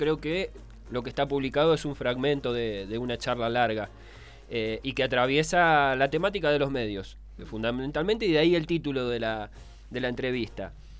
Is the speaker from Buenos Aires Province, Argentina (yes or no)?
yes; Quilmes, Buenos Aires Province, Argentina; Soy de Quilmes